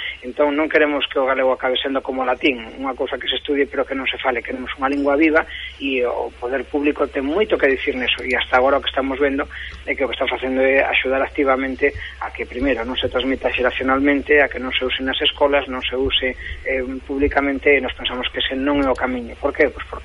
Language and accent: Galician; Galicia, Spain; porque nos como galegos tamén temos interese en que nese debate se nos teña en conta, non?